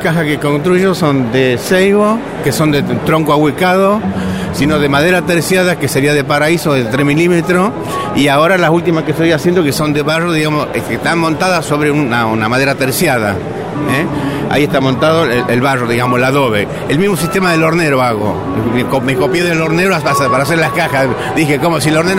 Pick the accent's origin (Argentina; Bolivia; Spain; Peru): Argentina; Salta; now in Buenos Aires, Argentina; Yo soy de Salta. Soy de Salta, pero vivo acá en Buenos Aires.